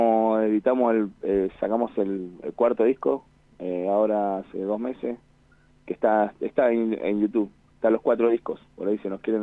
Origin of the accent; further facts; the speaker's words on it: Neuquén, Argentina; Nosotros somos de Neuquén Capital.